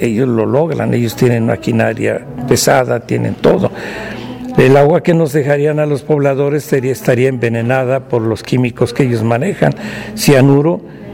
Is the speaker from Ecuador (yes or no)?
no; Tetela de Ocampo, Puebla, Mexico; servidor suyo. Vengo de Sierra Norte de Puebla, precisamente de Tetela de Ocampo.